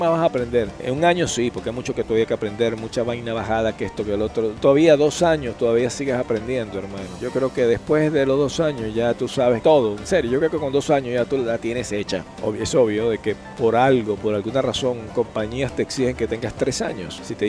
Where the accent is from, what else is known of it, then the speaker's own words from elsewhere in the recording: Venezuela; now in United States; tengo 27 años en Estados Unidos. Pienso yo más como americano, pienso más como venezolano. Como venezolano no pienso ni poquito. Tengo muchos años aquí